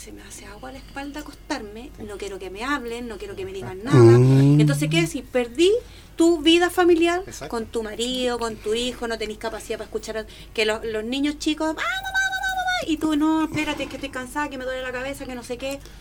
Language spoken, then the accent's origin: Spanish; Chile; Nosotros como chilenos estamos enfermos